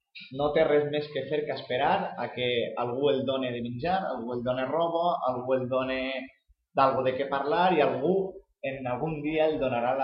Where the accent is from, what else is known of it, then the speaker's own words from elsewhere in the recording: Western Sahara; en el Sahara parlem un dialecte de l'àrab